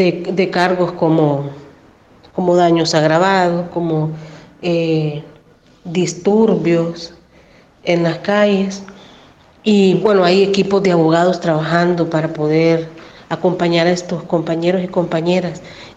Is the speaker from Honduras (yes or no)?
yes; Honduras; Estamos en una situación muy difícil como hondureñas